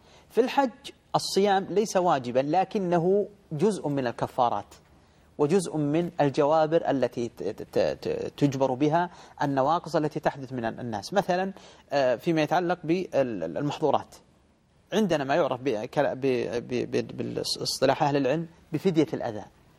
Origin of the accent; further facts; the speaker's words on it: Saudi Arabia; يعني مثلا عندنا في المملكة العربية السعودية الآن عدد السكان 20 مليون